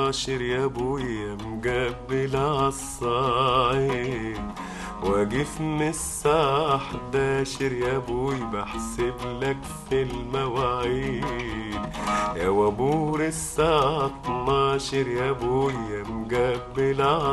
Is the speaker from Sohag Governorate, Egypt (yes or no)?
yes; Al-Harazat al-Gharbiya, Sohag Governorate, Egypt; also born or lived in Port Said; أنا من الحرازات الغربية مديرية سوهاج